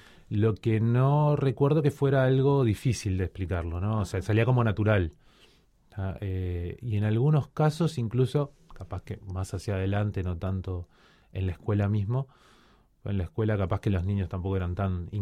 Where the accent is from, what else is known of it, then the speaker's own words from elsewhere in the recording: Cuba; born there; hay un grupito interesante de hijos de uruguayos que nacimos en Cuba